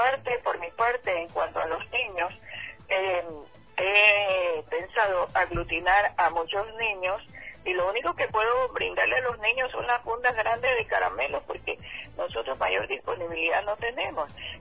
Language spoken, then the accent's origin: Spanish; Esmeraldas, Ecuador; Así nos toca vivir a los esmeraldeños. Da mucha pena que los balnearios nuestros, los principales, estén siendo tan afectados, y también la ciudad en sí.